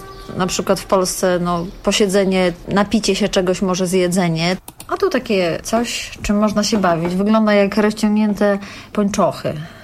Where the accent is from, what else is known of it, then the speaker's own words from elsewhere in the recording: Lublin, Lublin Voivodeship, Poland; now in Warsaw, Poland; Mieszkam tu od 15 lat, a jestem z Lublina i mąż też.